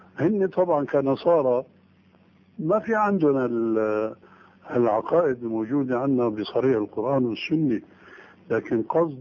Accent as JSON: {"language": "Arabic", "country": "Syria", "said": "كما يقولون عندنا في الشام"}